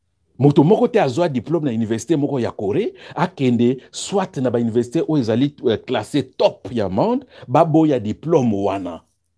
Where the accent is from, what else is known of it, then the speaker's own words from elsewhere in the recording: DR Congo; Voilà, parce que je suis congolais, je suis professeur.